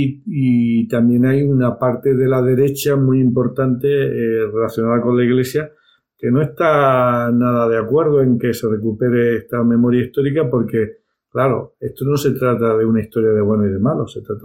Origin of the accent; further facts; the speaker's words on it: Catalonia, Spain; Vengo de Cataluña